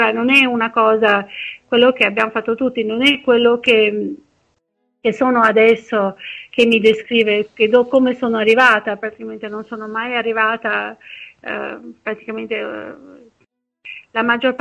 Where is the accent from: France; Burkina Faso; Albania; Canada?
Albania; Durrës, Durrës County; now in Ancona, Italy; i primi anni non ho potuto neanche vedere che Ancona aveva un mare, anche se io sono partita da Durazzo, il mare l'ho visto molto dopo